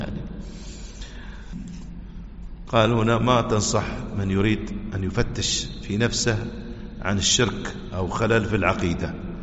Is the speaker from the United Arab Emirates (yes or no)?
yes; United Arab Emirates; يحفظنا ويحفظ بلادنا الإمارات